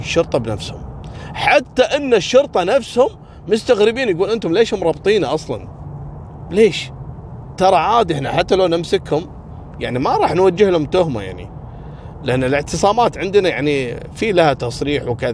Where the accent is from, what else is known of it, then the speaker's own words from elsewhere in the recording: Kuwait; حصل عندنا في الكويت